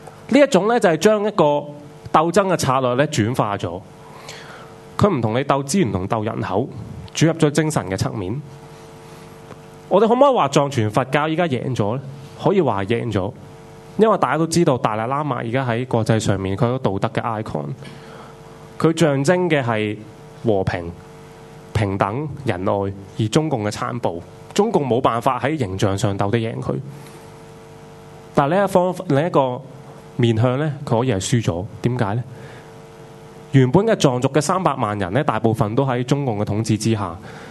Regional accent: Hong Kong; 其实就是为我们香港人争取多些权利

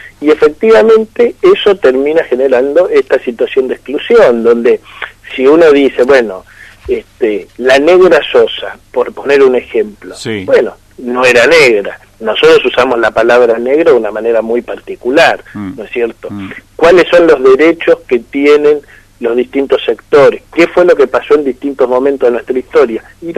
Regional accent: Argentina; quiénes somos nosotros, quiénes somos los argentinos.

